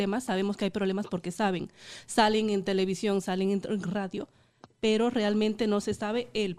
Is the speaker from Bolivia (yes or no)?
yes; Bolivia; Así es, como boliviana también me siento bastante indignada